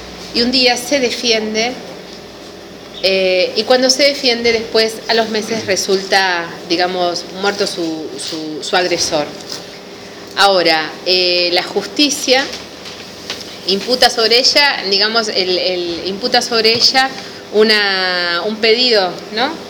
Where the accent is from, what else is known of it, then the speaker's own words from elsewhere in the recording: Azul, Buenos Aires Province, Argentina; Somos de Azul, somos de AMLA.